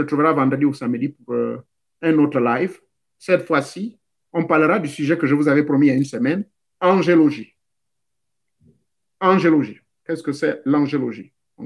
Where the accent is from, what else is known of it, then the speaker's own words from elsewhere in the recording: Lambaréné, Moyen-Ogooué, Gabon; Et j'ai vu certains, chez moi, à l'Ambaréné